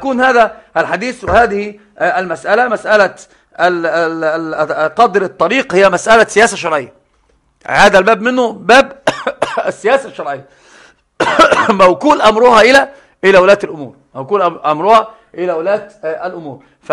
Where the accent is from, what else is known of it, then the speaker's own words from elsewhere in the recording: Egypt; يجعل تند المعلومة عندنا في مصر